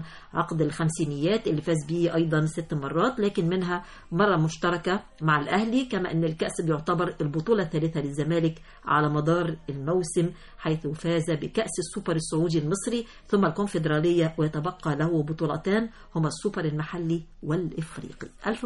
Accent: Egypt; احنا كلنا في الآخر وفي الأول احنا كلنا مصريين

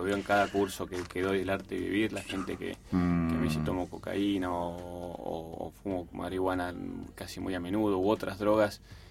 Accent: Pergamino, Buenos Aires Province, Argentina; born there; Yo nací en Pergamino.

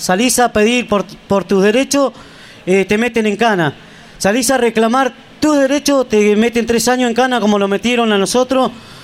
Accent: Santa Cruz, Argentina; de donde soy yo, de allá de la acera Santa Cruz.

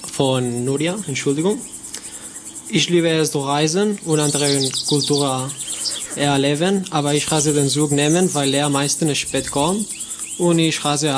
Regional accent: Catalonia, Spain; German is a second language; ich komme aus Katalonien und ich bin 21 Jahre alt.

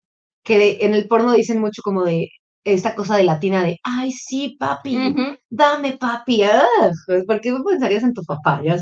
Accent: Puebla, Mexico; decía cosas de Puebla, que es de donde yo soy.

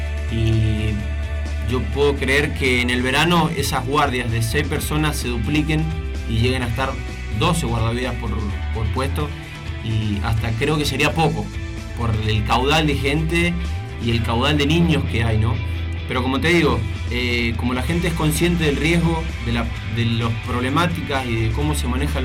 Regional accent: Argentina; moved away; porque yo me esperaba que me dijeran que no, por ser argentino, por no tener el curso de ellos

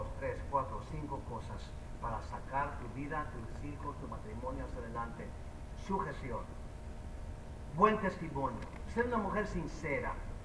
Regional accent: Mexico; yo soy mexicano, yo sé lo que estoy hablando

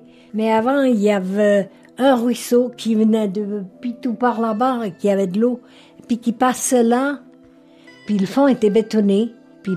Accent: Chandon, Fribourg, Switzerland; born there; Je suis née dans un petit village de la commune de Lille qui s'appelle Chandon le 27 mai 1925.

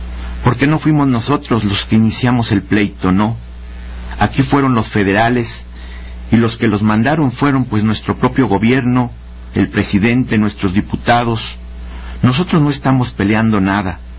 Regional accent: Mexico; Somos mexicanos. Hemos de ser tratados como tales.

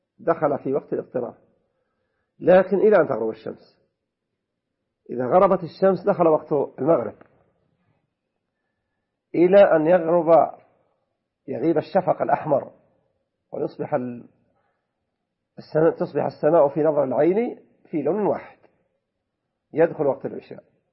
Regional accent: Saudi Arabia; المتقرر عندنا في المملكة العربية السعودية الاعتبار برؤية القمر

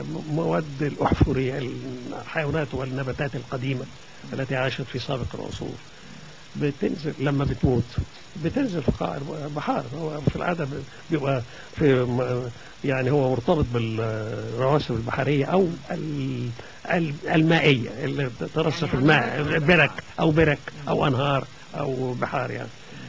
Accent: Egypt; وأنا عايز أقول لك إن كمية الغاز اللي عندنا في مصر

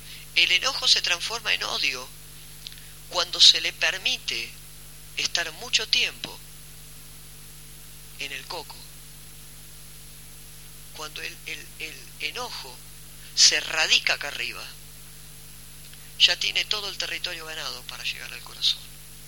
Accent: Mar del Plata, Buenos Aires Province, Argentina; cuando nosotros los que somos de Mar del Plata vamos a la playa

